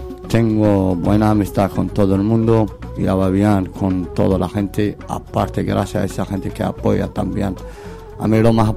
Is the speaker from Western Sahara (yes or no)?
yes; Laayoune, Western Sahara; now in Basque Country, Spain; Soy del Sahara Occidental, soy de Laayoune. Llevo aquí mucho tiempo en País Vasco, llevo casi 5 años seguidos, aparte estoy en España. 6 años casi total, ya llevo casi 11 años, 10 años por ahí.